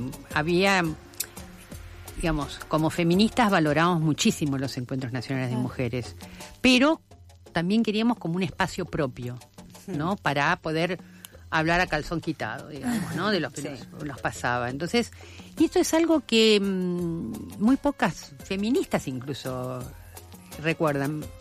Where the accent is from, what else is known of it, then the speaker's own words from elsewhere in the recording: Argentina; Piensen que nosotras como país, Argentina no era un país pobre para las agencias internacionales